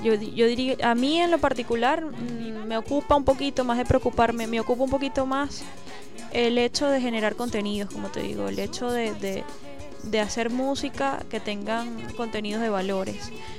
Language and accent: Spanish; Cumanacoa, Sucre, Venezuela; also born or lived in Margarita Island; Yo estando en Cumanacoa, en mi pueblo, como te digo, adoro muchísimo, crecí allá, fui me mudé a la isla de Margarita. Entonces, como que siempre estuve buscando espacios. De Cumanacoa fui a Cumaná, que era la capital.